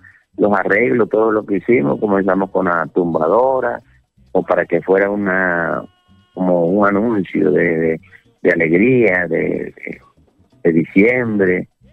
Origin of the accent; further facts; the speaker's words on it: Villanueva, La Guajira, Colombia; Yo estoy, por ejemplo, en Valledupar en estos momentos, y estoy aquí cerquita de ella, de Villanueva, mi pueblo, donde las calles se vuelven nostálgicas.